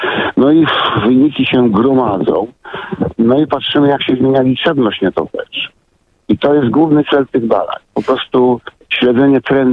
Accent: Wrocław, Lower Silesian Voivodeship, Poland; bo ja jestem z Wrocławia

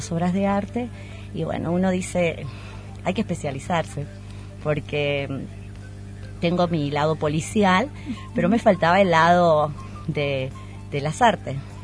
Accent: Jujuy, Argentina; soy jujeña y cuando tenía entre 5 y casi 10 años, mi abuelo me llevaba a recorrer toda la hermosa quebrada de Humahuaca

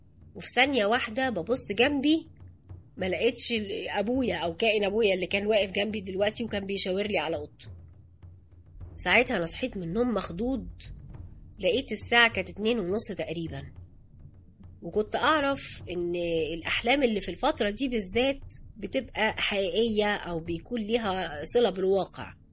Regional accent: Alexandria, Alexandria Governorate, Egypt; now in Cairo, Egypt; انا اصلا من اسكندرية وجيت على القاهرة عشان اشتغل،

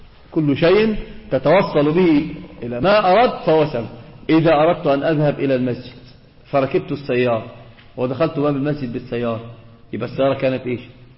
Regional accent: Egypt; احنا عندنا في مصر في شيء آخر بيذهب العقل

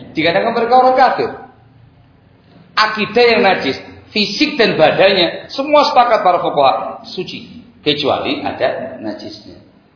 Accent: East Java, Indonesia; Saya susah ngomong bahasa Sunda, Pak, karena saya asli Jawa Timur.

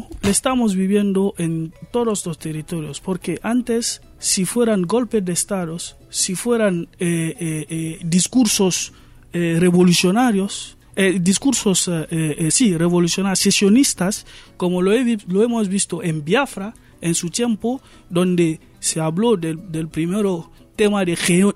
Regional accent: Guinea; En mi país, en 2010, hemos vivido el mismo, Guinea-Conakry.

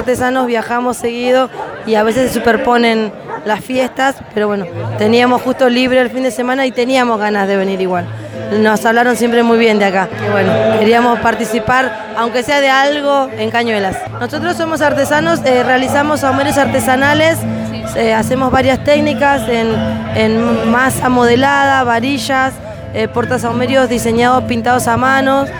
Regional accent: San Fernando, Spain; yo soy de San Fernando. Española, sí

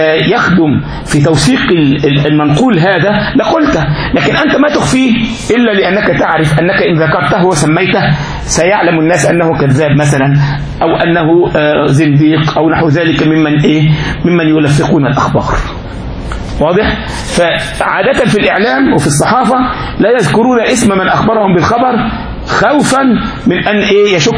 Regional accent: Egypt; احنا عندنا في مصر يقول لك كده

